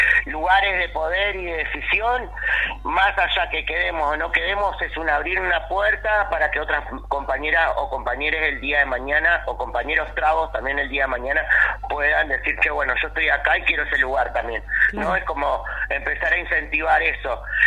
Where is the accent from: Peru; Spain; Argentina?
Argentina; no tenemos que bajar los brazos como argentinos, argentinas, y seguir peleando para seguir sobreviviendo